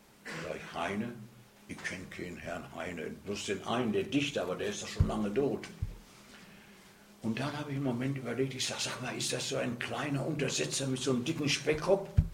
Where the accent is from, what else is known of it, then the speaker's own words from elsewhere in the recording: North Rhine-Westphalia, Germany; Und dann kann ich in meine Heimat ins Ruhrgebiet gehen.